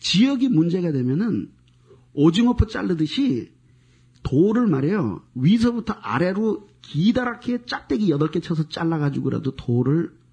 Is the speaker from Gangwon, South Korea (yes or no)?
yes; Gangwon, South Korea; now in Seoul, South Korea; 나 서울에서 태어나서 경기도는 본적이고 강원도에서 자랐어요. 근데 서울로 다시 왔어요.